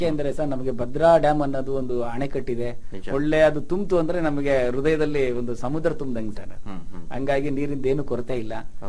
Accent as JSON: {"language": "Kannada", "town": "Mallapura", "region": "Karnataka", "country": "India", "tie": "born or raised there", "also_born_or_lived": "Chiluru", "said": "ನಾನು ಹುಟ್ಟಿ ಬೆಳೆದಿದ್ದು ಹೊನ್ನಾಳಿ ತಾಲೂಕು ಚೀಲೂರಲ್ಲಿ ಹುಟ್ಟಿದ್ದು ಸರ್. ನಾನು ಬೆಳೆದಿದ್ದೆಲ್ಲ ಮಲ್ಲಾಪುರದಲ್ಲಿ."}